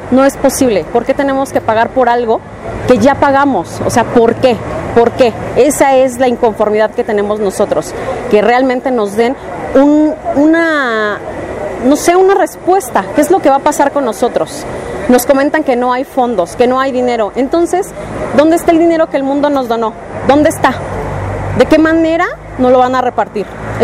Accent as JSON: {"language": "Spanish", "town": "Tláhuac", "region": "Mexico City", "country": "Mexico", "said": "soy de la Colonia del Mar, pertenezco a Tláhuac"}